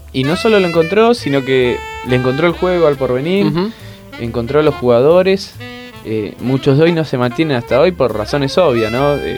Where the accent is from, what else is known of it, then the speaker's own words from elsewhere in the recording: Berazategui, Buenos Aires Province, Argentina; Yo soy de Berazategui